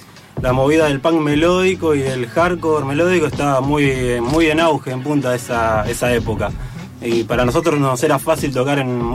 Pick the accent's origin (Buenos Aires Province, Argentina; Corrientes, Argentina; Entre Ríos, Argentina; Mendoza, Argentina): Buenos Aires Province, Argentina; José C. Paz; provincia, donde somos nosotros José de Paz, San Miguel